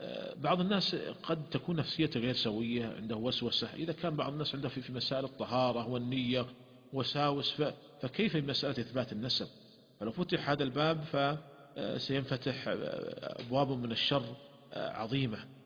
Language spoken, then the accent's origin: Arabic; Saudi Arabia; ولهذا عندنا في المملكة العربية السعودية هناك قرار صادر مجلس الوزراء